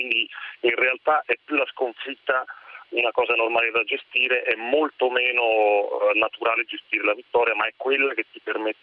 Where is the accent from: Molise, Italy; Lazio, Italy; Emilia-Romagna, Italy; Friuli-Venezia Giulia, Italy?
Molise, Italy; Campobasso; born there; sono nato a Campobasso.